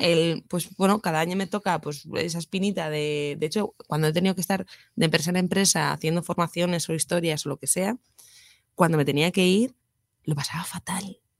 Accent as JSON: {"language": "Spanish", "town": "Pamplona", "region": "Navarre", "country": "Spain", "also_born_or_lived": "Irún", "lives_now": "Madrid, Spain", "said": "yo soy de Pamplona, estuve un año en Irún, que hace mis tías y tal, y me venía a Madrid"}